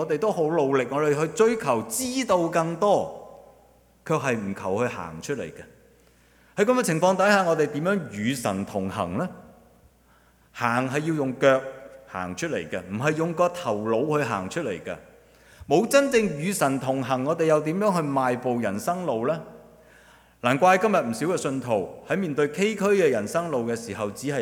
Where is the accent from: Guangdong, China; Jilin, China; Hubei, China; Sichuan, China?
Guangdong, China; Chaozhou; 我是潮州人，潮语不是讲潮州话